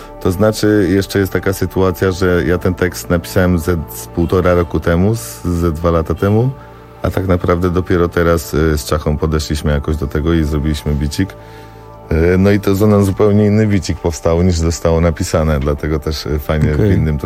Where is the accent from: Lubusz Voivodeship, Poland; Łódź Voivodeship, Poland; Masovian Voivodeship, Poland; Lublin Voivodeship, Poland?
Masovian Voivodeship, Poland; Warsaw; Mieszkaliśmy całe dzieciństwo na Bielanach.